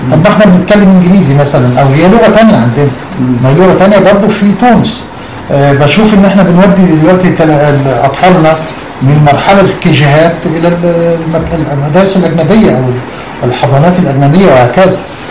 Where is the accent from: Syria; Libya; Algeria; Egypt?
Egypt; كنا شعراء، أنا الوحيد من مصر